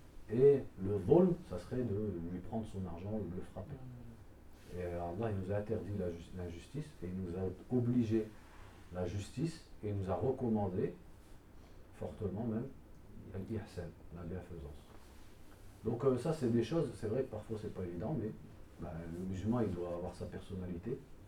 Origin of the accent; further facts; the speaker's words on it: Douai, Hauts-de-France, France; moi je viens de Douai